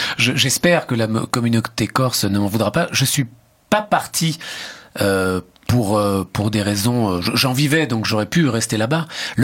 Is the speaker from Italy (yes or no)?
yes; Italy; comme j'habitais, c'était à Menton, à la frontière italienne, et que donc je suis italien